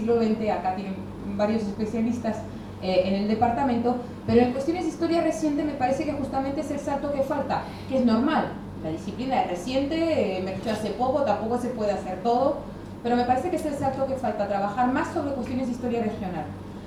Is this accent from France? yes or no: yes; France; now in Buenos Aires, Argentina; yo ahora tengo la sensación de venir de fuera porque vengo de Buenos Aires, no porque venga de Francia, ya crucé el charco hace 12 años, ya está cruzado el charco.